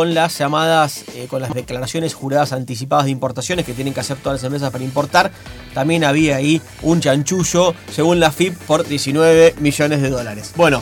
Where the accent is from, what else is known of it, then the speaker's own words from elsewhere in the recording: Rivera, Buenos Aires Province, Argentina; yo soy de Rivera, un poco más al sur, así que también trato de decirlo cada vez que puedo.